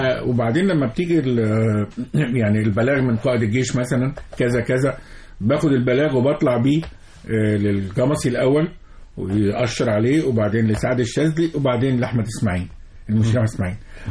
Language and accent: Arabic; Egypt; وانت عارف احنا مصريين الارض ارض تمام.